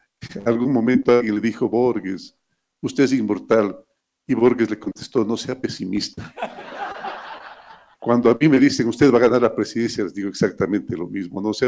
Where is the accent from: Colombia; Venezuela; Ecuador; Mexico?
Ecuador; Orellana; born there; Ahí nací yo, en el Yasuní, un sitio que no fue tocado por las glaciaciones del Pleistoceno.